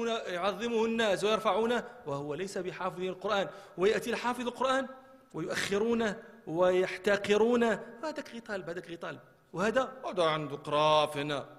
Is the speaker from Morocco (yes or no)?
yes; Marrakesh, Marrakesh-Safi, Morocco; احنا كان عندنا في مراكش شاعر مشهور